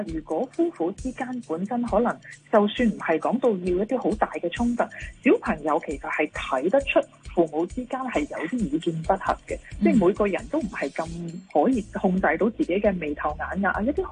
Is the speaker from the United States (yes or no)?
no; China; 我哋中国人传统嘅观念咧系好讲，即系一个完整嘅家庭啦，要有双亲喺家庭里边啦。